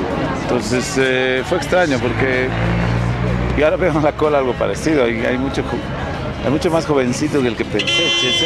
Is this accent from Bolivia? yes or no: yes; La Paz, Bolivia; esta es nuestra ciudad, ¿no? Nosotros somos de La Paz